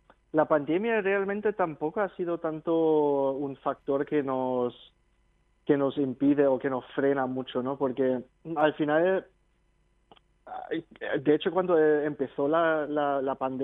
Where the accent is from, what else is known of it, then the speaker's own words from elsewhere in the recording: Germany; empezamos en el 2000 en Alemania, que yo soy natural de Alemania